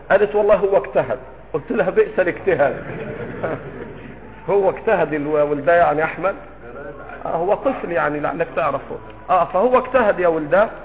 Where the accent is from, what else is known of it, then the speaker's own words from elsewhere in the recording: Egypt; في مثل بلدنا مصر